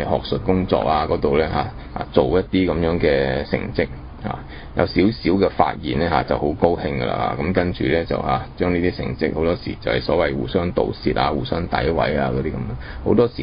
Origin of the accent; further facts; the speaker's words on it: China; 咁我哋中國人開出另外一種